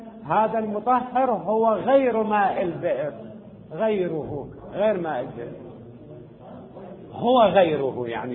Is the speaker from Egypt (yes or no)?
no; Syria; هنا عندنا في سوريا الآبار